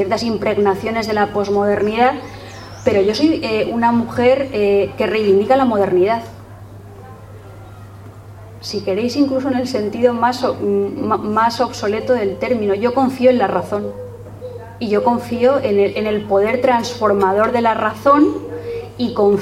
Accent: Spain; yo soy una española, muy española, aunque nos roben el gentilicio

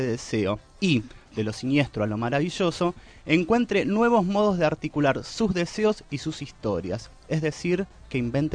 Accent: Argentina; Yo soy muy argentino.

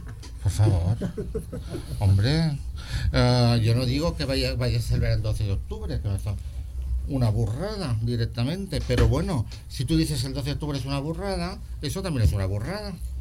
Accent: Balearic Islands, Spain; yo soy de Mallorca, ¿no?

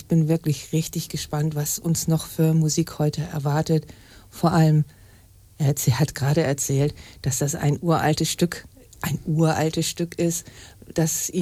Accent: Harburg, Hamburg, Germany; born there; Ich bin in Norddeutschland geboren, in Harburg geboren

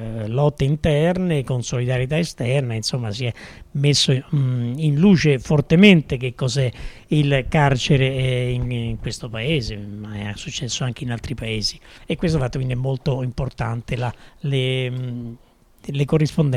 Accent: Anzio, Lazio, Italy; born there; appunto, sono nata ad Anzio, in provincia di Roma

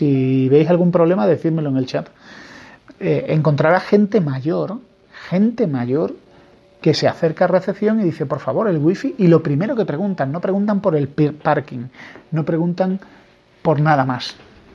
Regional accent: Spain; soy español

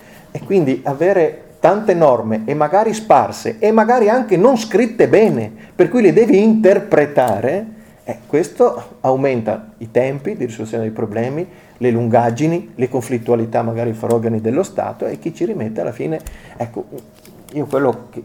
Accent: Veneto, Italy; Io arrivo, magari lo sentite nel mio accento, dal Veneto

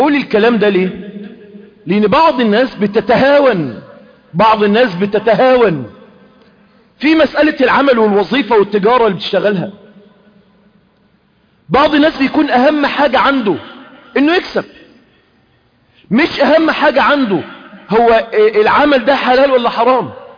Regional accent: Egypt; احنا عندنا في مصر جرت عادة الناس ايه؟

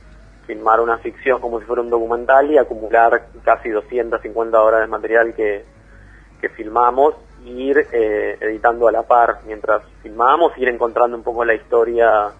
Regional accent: Lomas de Zamora, Buenos Aires Province, Argentina; yo soy de Lomas de Zamora, del conurbano

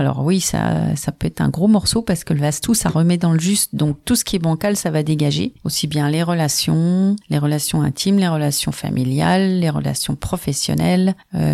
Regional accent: Remiremont, Grand Est, France; je suis vosgienne, je suis née à Remiremont il y a de ça plusieurs décennies.

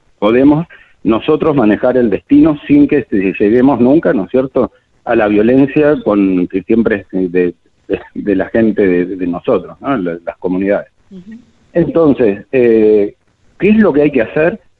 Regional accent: Argentina; nosotros como argentinas y argentinos una mejor calidad de vida

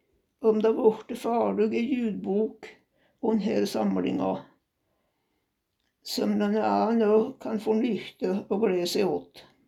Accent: Egehem, Dalarna County, Sweden; also born or lived in Storsäten; När jag var 2 år flyttade vi till Egehem, Västerbäcken. Fick senare en bror, Henry.

